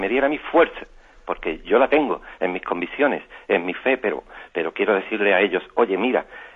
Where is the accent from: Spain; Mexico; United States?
Spain; Palma de Mallorca, Balearic Islands; de Palma de Mallorca.